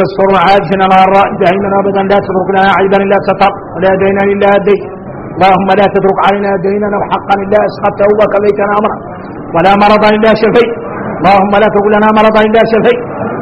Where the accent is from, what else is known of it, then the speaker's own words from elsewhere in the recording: Mauritania; نحن موريتاني عندنا الاحوال عندنا الاحوال